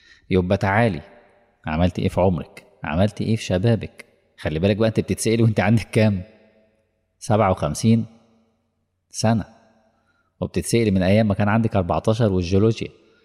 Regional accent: Egypt; طبعا مش اقصد مصر يعني كمصري

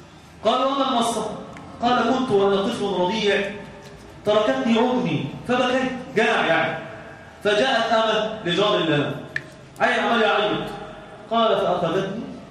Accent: Egypt; لان احنا عندنا في مصر هذا المخالف ده

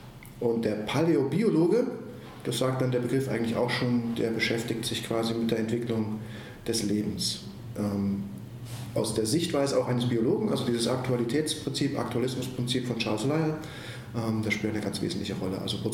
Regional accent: Suhl, Thuringia, Germany; also born or lived in Ilmenau; ich bin in Ilmenau geboren, bin eigentlich aufgewachsen in Suhl, in der wunderschönen Bezirksstadt Suhl im Herzen des Thüringer Waldes.

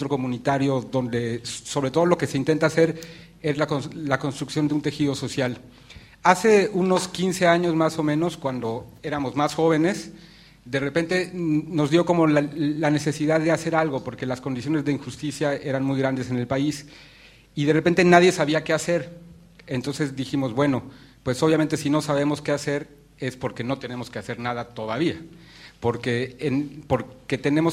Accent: Mexico; Yo vengo de México, pasé por aquí por una casualidad enorme. Nada más estoy 3 días aquí

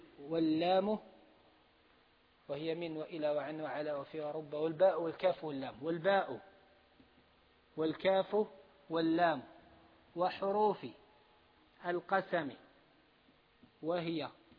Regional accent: Algeria; احنا عندنا في الجزائر ما نعبروش عليه بالخفض

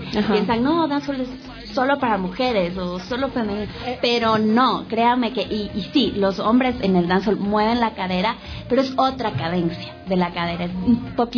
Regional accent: Ecuador; nosotros nos vamos a indignar como ecuatorianos

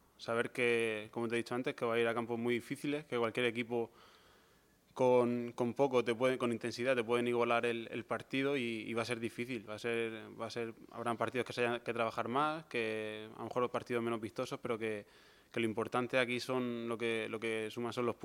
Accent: Cartagena, Region of Murcia, Spain; yo soy de Cartagena, vivo cerca, lo puedo seguir.

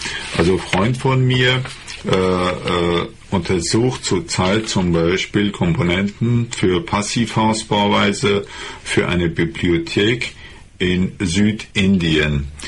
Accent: Iran; German is a second language; now in Germany; Im Iran, wo ich herkomme

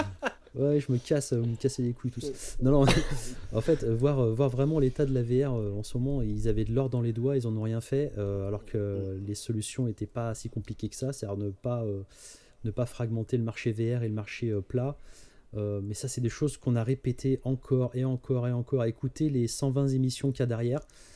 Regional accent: France; on se paluche en tant que Français dessus

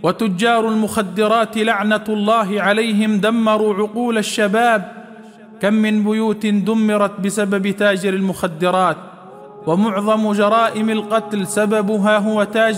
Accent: Upper Egypt, Egypt; عندنا في الصعيد يقولون

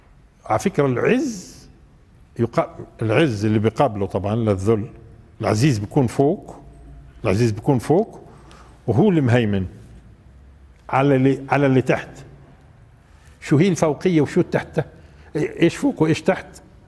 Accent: Palestine; وهذا غير مألوف عندنا في فلسطين بالمرة

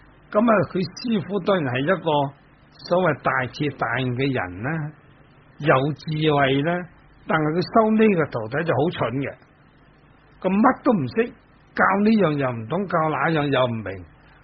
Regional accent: Dongguan, Guangdong, China; 我本身是东莞人，东莞人喝酒呢都不会输蚀的，况且我的家族呢都是做酒的

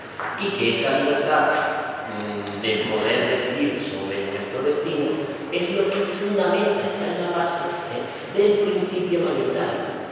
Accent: Málaga, Andalusia, Spain; Vale, yo soy de Málaga.

